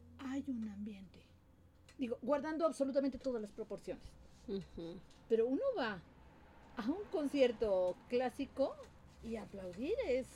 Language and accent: Spanish; Chiapas, Mexico; Yo vengo de Chiapas. Chiapas es frontera sur.